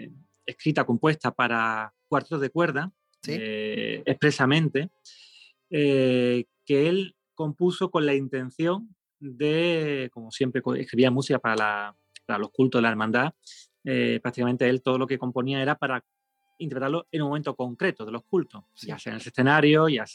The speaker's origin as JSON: {"language": "Spanish", "town": "Seville", "region": "Andalusia", "country": "Spain", "said": "no lo digo con exageración, como sevillano, no, no."}